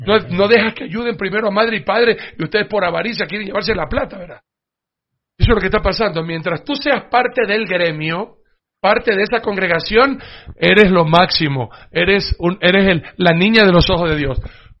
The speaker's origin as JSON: {"language": "Spanish", "country": "Ecuador", "said": "Miren, como ecuatoriano a mí me duele el corazón"}